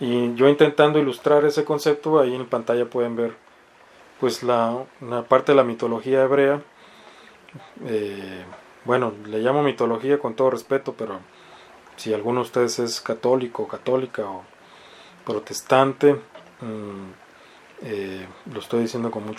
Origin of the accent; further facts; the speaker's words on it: Mexicali, Baja California, Mexico; la renta que se paga, no sé, en Mexicali, ¿no? De donde yo soy oriundo.